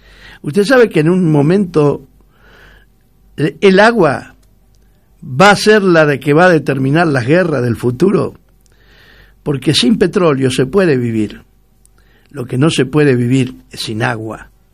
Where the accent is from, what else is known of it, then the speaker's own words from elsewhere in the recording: Argentina; Somos argentinos y orgullosos de serlos, y tenemos que defender todo lo nuestro.